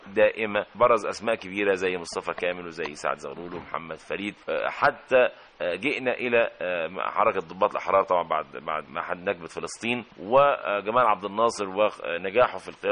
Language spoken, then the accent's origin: Arabic; Kafr El Sharaf El Ibli, Qalyubia, Egypt; also born or lived in Ismailia; فذهبنا الى قريتنا، قريه صغيره اسمها كفر الشرف الابلي في مركز شبين القناطر في القلوبيه